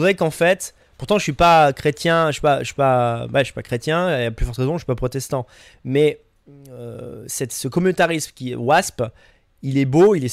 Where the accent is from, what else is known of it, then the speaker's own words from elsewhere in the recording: Grenoble, Auvergne-Rhône-Alpes, France; born there; Non, je suis né à Grenoble, hein, mais je veux dire, moins 30, faut aimer.